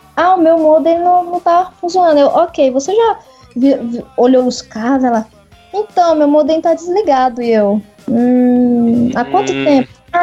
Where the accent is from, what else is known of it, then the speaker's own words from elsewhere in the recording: Goiânia, Goiás, Brazil; accent: Bahian mixed with Goiás; Eu, de Goiânia.